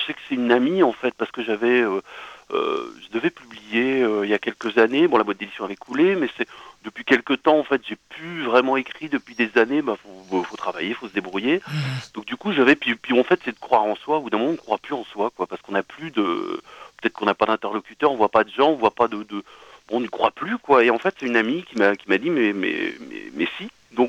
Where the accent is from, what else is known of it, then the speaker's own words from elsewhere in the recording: Lanester, Brittany, France; also born or lived in Quimper; moi je suis né à Quimper, mais j'ai vécu jusqu'à l'âge de 7 ans à Lanester, justement à côté de Lorient, dans un quartier où tout allait très bien.